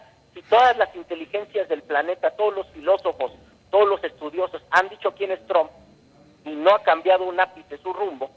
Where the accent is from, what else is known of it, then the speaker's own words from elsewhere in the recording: Mexico; nos exponen como mexicanos